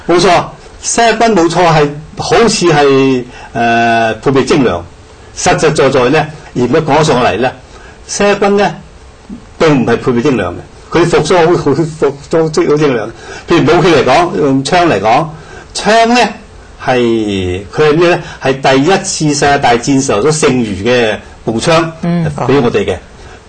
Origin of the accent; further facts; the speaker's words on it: China; 所以我哋中國人，我哋唔係話唔要創造